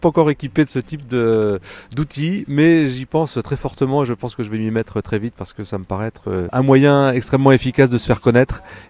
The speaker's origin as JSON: {"language": "French", "town": "Pornic", "region": "Pays de la Loire", "country": "France", "said": "Alors je viens de la région nantaise, d'une ville qui s'appelle Pornic sur la côte Atlantique."}